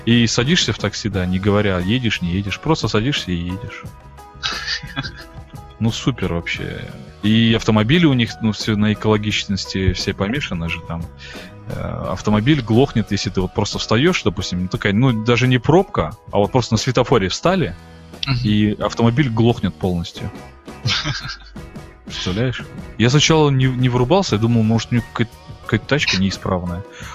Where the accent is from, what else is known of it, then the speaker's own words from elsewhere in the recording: Kazakhstan; И он спросил, откуда мы такие, из Казахстана. И вот реально, кому не говоришь, мы из Казахстана, никто не знает, что это за страна.